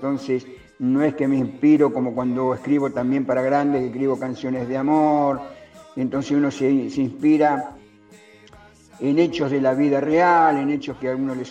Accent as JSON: {"language": "Spanish", "town": "Quilmes", "region": "Buenos Aires Province", "country": "Argentina", "tie": "born or raised there", "said": "un íntimo amigo mío que nos criamos juntos, Danielito, allá en Quilmes, provincia de Buenos Aires"}